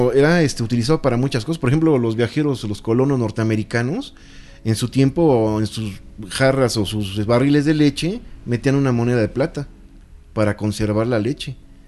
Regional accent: Mexico; incluso para nosotros como mexicanos era muy común

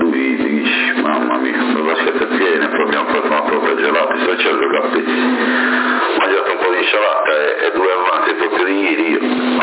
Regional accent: Alghero, Sardinia, Italy; tu sei di Alghero, anch'io sono di Alghero

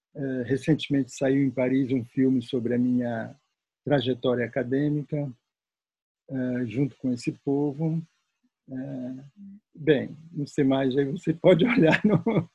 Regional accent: Alenquer, Pará, Brazil; also born or lived in Baixo Amazonas; Eu nasci no Baixo Amazonas, eu me criei numa cidade chamada Alenquer.

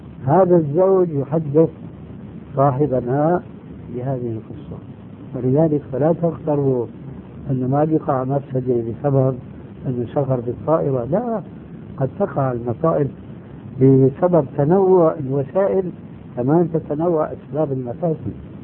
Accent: Syria; وكما يقولون عندنا في الشام

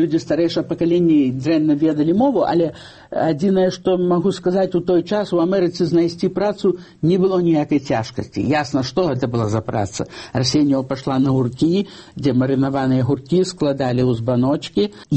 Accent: Babruysk, Mogilev Region, Belarus; born there; Дарэчы, я нарадзілася ў Бабруйску

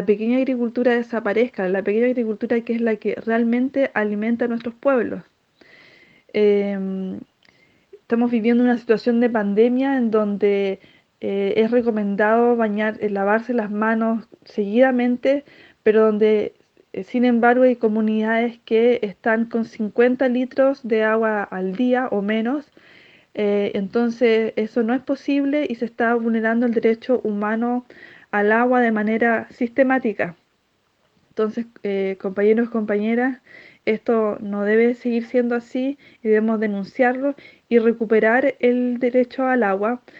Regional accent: Petorca, Valparaíso, Chile; soy de la Escuela de Agroecología Germinar, soy de la comuna de Petorca.

